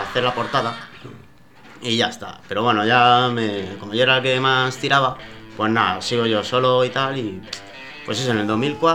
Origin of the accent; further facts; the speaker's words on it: Valencian Community, Spain; Yo soy de La Coma, de por ahí...